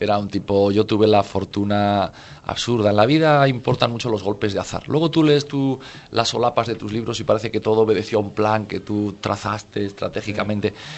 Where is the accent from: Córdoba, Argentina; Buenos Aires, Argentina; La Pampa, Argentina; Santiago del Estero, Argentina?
Buenos Aires, Argentina; tratadme como a un porteño más, que es lo que soy.